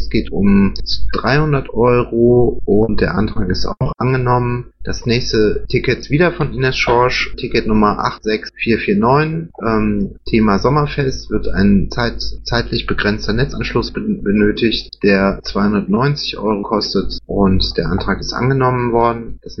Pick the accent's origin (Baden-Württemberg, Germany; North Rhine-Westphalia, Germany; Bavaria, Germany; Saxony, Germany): North Rhine-Westphalia, Germany; Düren; Düren, die Gegend kenne ich, da komme ich auch aus der Ecke, komme ich her. Das ist relativ weitläufig.